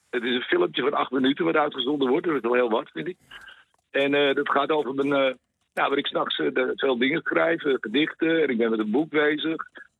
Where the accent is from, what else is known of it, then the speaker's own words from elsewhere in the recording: Noordwijk, South Holland, Netherlands; born there; Ik ben in Nederland geboren, Noordwijk en Oudschat.